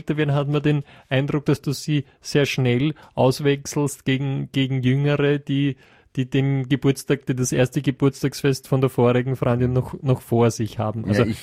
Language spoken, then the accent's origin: German; Netherlands; Ich komme ja aus Holland, aus Niederlanden